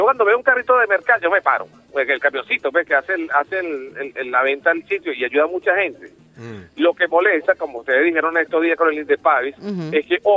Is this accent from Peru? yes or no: no; Venezuela; como venezolano